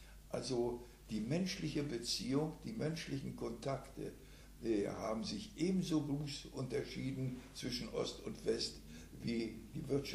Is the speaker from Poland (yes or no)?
yes; Chorzów, Silesian Voivodeship, Poland; now in Germany; Ich bin, komme aus dem schlesischen Raum.